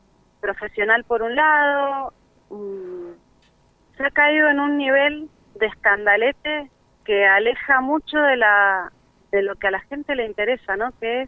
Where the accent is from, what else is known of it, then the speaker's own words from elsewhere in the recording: Mendoza, Argentina; Y la verdad que como mendocinas, mendocinos, no nos debería dar vergüenza que pase eso.